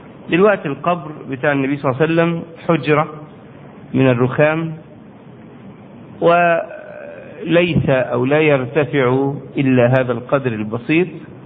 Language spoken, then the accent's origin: Arabic; Egypt; يعني عندنا في مصر بنعمل كده، الحفرة بتبقى في هذا العمق يعني